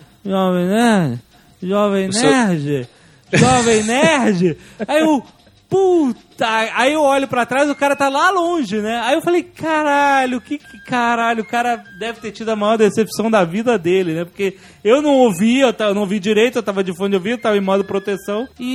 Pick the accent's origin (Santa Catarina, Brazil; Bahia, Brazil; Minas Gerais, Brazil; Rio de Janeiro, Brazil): Rio de Janeiro, Brazil; eu sou do Rio, então eu posso falar